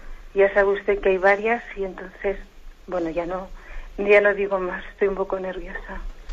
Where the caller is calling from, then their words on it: Zaragoza, Aragon, Spain; de Zaragoza.